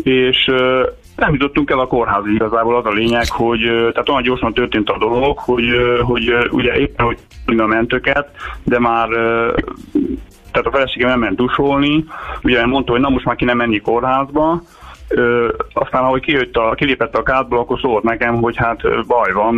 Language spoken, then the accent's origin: Hungarian; Pécs, Baranya, Hungary; mert mi pécsiek vagyunk egyébként, elterveztük, hogy akkor nem Pécsre megyünk